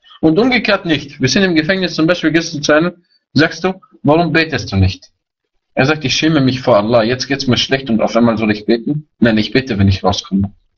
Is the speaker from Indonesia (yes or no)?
no; Vienna, Austria; ich bin auch ein Wiener.